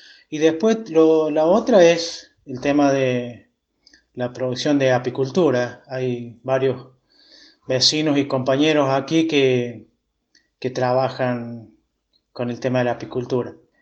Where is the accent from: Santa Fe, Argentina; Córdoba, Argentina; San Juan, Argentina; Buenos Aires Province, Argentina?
Córdoba, Argentina; Cruz del Eje; soy de la Comunidad de la Libertad, al norte de la ciudad de Cruz del Eje, 60 kilómetros hacia el norte, al límite con las Salinas Grandes. Y aquí vivo y trabajo desde hace 59 años, que es mi edad.